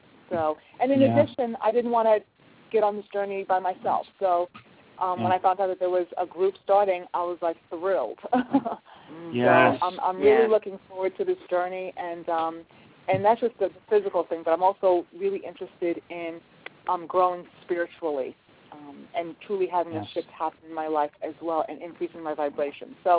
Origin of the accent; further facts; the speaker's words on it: Brooklyn, New York, United States; moved away; I'm actually originally from Brooklyn, New York, was born and raised, and moved to North Carolina about 13 years ago.